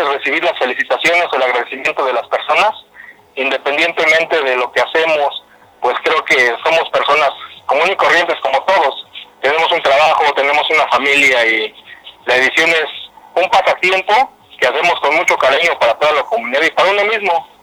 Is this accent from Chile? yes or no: no; Nicolás Romero, State of Mexico, Mexico; Yo soy Nicolás Romero, Estado de México